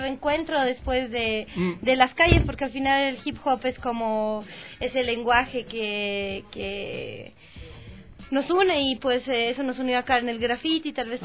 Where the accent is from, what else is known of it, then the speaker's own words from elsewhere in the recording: La Paz, Bolivia; Yo soy de La Paz, soy de la ciudad de La Paz, de Miraflores.